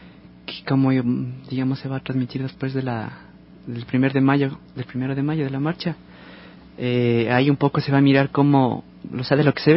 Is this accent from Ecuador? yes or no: yes; Ecuador; la experiencia que tenemos nosotros como ecuatorianos